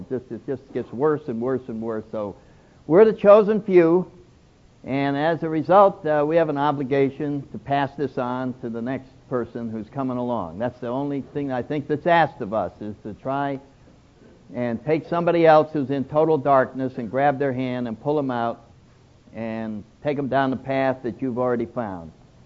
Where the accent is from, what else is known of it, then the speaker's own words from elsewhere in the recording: New England, United States; I'm from New England, so I take great pleasure in the fact that this huge spiritual, social movement that is now spread all over the world did not start in California.